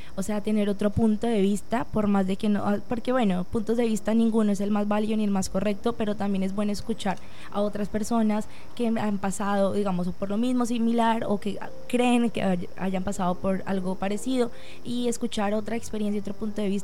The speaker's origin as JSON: {"language": "Spanish", "country": "Colombia", "said": "pero pues es que somos colombianos, el chisme está de primeras"}